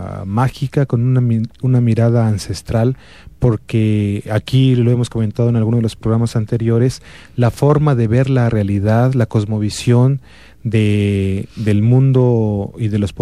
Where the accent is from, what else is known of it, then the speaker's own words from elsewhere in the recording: Comitán, Chiapas, Mexico; y que nosotros como comitecos podemos todavía avizorar en la obra